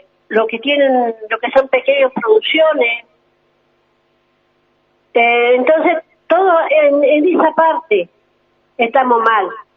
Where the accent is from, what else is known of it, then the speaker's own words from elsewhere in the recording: Ingeniero Jacobacci, Río Negro, Argentina; vine de Jacobasi, de mi comunidad, se llama Lolos Juana Torres, soy la Pillancuse de la nuestra comunidad, de la zona Colitoro. También tengo mi casa, vivo en la guarida